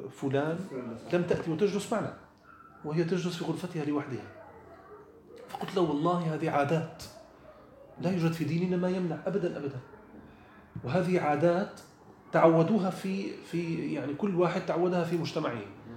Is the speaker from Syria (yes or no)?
yes; Syria; قلت له نحن في عندنا في سوريا